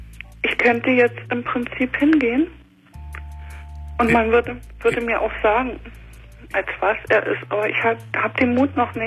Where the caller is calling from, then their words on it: Guben, Brandenburg, Germany; In Guben. Hier an der Neiße in Guben.